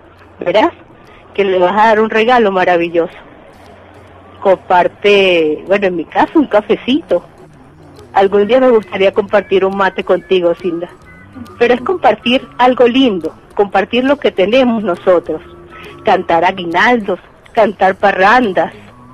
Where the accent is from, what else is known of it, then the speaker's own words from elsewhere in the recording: Venezuela; Aquí en mi país comienza la Navidad, yo me atrevería a decir, desde el mes de septiembre, el mes de mi cumpleaños.